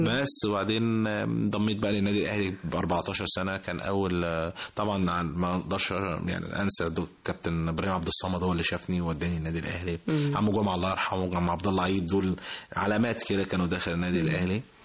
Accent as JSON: {"language": "Arabic", "country": "Egypt", "tie": "born or raised there", "also_born_or_lived": "Saudi Arabia", "said": "حتى انا ممكن اتولدت في السعوديه كنت بلعب كوره هناك بس برضو. في جنب البيت وكده, وبعد كده لما جيت مصر كملت"}